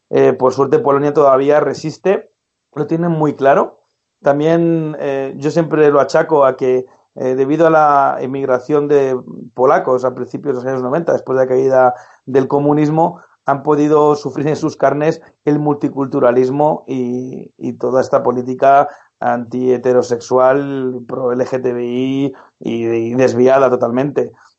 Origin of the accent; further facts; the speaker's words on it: Spain; cada vez que digo que soy de España